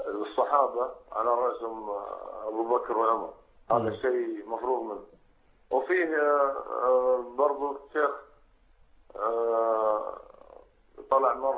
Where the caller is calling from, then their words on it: Saudi Arabia; أنا أتكلم معاكم من السعودية